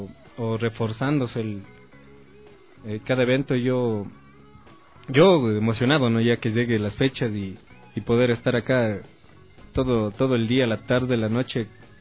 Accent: Cayambe, Pichincha, Ecuador; Yo soy de Cayambe y claro, me ha tocado pegarme el viaje para estar aquí

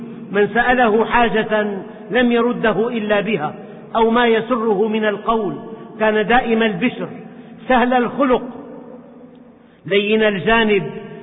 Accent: Syria; ومعظمهم من بلدنا سوريا

